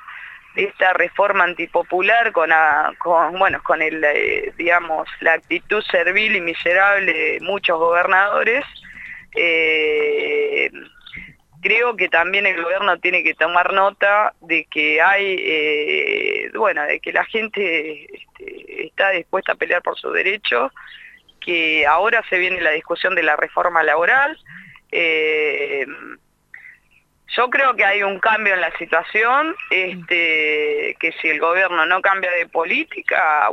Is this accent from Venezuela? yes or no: no; Florencio Varela, Buenos Aires Province, Argentina; Yo soy de Florencio Varela y también hubo una concentración muy importante acá